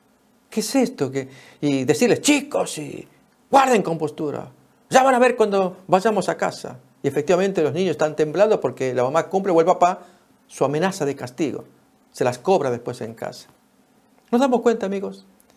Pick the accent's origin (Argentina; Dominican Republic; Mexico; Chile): Argentina; En mi país, Argentina, se llama tatetí.